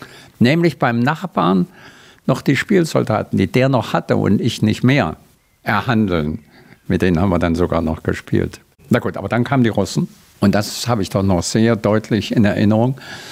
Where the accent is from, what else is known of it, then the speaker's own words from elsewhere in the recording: Jena, Thuringia, Germany; Ich bin ein Jahrgang 34. Also ich wurde in Jena geboren. Mein Vater war ein praktischer Arzt. Da hatte ich meine Kindheit.